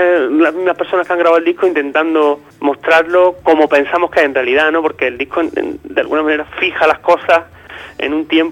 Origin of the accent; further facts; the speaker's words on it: Granada, Andalusia, Spain; No somos de Nashville, ¿no? Por mucho que nos guste la música de Nashville, somos de Granada.